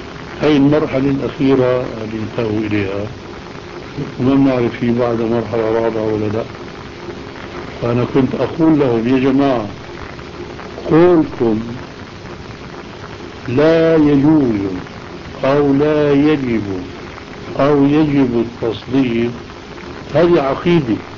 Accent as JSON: {"language": "Arabic", "town": "Aleppo", "region": "Aleppo Governorate", "country": "Syria", "said": "وأنا من حلب"}